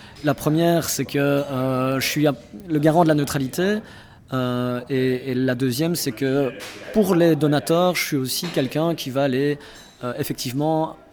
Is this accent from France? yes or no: no; Liège, Wallonia, Belgium; Je viens de Liège.